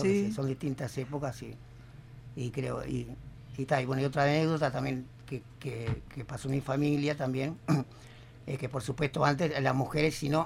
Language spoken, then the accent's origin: Spanish; Uruguay; born there; Yo nací en Uruguay.